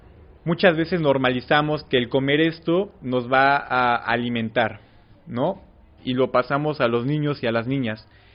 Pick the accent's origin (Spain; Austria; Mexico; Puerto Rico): Mexico; Puebla; vengo de la ciudad de Puebla, del colectivo Huitzil Urbano.